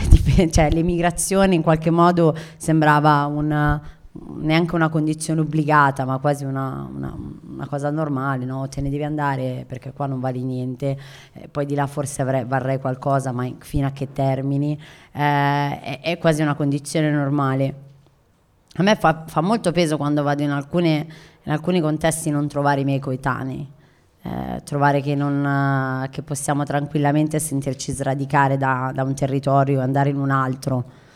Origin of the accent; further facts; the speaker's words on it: Milan, Lombardy, Italy; sono nata a Milano, mi sento milanese, gli anni 90 ho vissuto ho fatto qui i miei studi